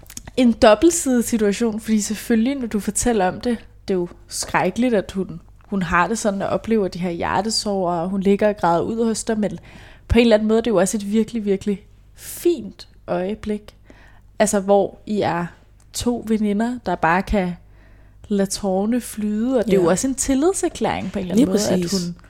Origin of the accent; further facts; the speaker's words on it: Hjørring, North Denmark Region, Denmark; Det er altså ikke, jeg er fra Brøndby. Men Hjørring, lille jysk by.